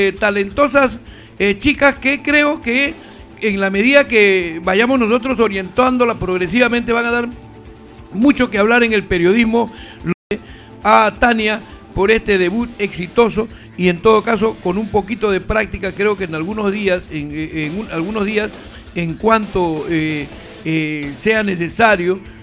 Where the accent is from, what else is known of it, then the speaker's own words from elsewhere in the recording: Chincha, Ica, Peru; allá en mi tierra, en Chincha